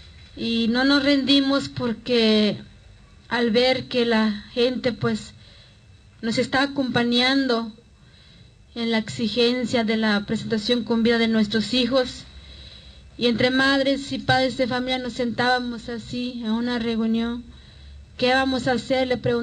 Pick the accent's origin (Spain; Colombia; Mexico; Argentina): Mexico; Guerrero; Somos de Guerrero, pero no todo en un solo lugar. Venimos de diferentes regiones. Yo vengo de la montaña alta, donde se habla náhuatl, y los demás compañeros vienen de Costa Chica, donde pues hablan mixteco, mepa y tlapaneco.